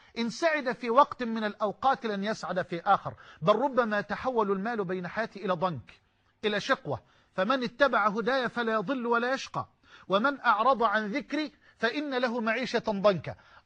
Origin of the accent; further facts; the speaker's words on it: Egypt; يعني كما يقال عندنا في مصر يضحك الطوب